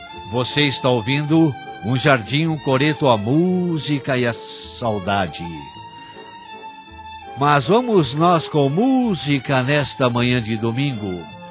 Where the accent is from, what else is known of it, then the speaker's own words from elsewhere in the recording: Ribeirão Preto, São Paulo, Brazil; Ribeirão Preto, minha terra.